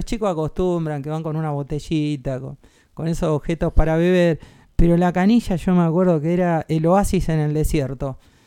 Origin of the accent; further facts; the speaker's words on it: Caseros, Buenos Aires Province, Argentina; Yo vivía en Caseros, pasé mi infancia en Caseros